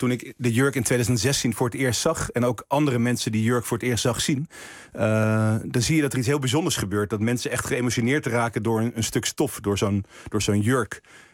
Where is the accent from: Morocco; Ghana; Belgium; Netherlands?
Netherlands; Texel, North Holland; ik ben wel echt van Texel. Maar als je echt de Texelaars vraagt, ben ik nog steeds import. Ook al is het getrapt.